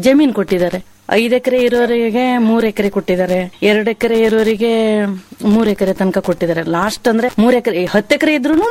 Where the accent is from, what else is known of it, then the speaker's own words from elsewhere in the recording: Shatoddi, Karnataka, India; ಶಾತೋಡ್ಡಿ ಅಂತ ನೀವು ಕೇಳಿರ್ಬೇಕು, ಇವಾಗಿನ ಜೋಗ್ ಫಾಲ್ಸ್ ಇದೆ ನೋಡ್ರಿ, ಅದ್ಲ ಹತ್ರದಲ್ಲೇ ಇತ್ತು ನಮ್ಮೂರು. ಅಲ್ಲಿದ್ದವ್ರು ನಾವು.